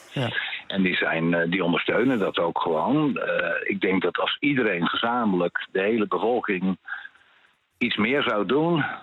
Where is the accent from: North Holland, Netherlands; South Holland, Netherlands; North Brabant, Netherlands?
North Holland, Netherlands; Amsterdam; Ik ben Amsterdammer.